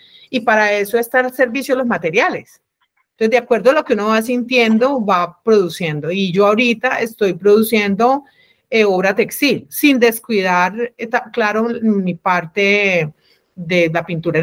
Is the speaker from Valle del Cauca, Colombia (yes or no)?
yes; Cali, Valle del Cauca, Colombia; Bueno, lo que pasa es que yo soy caleña, ¿no?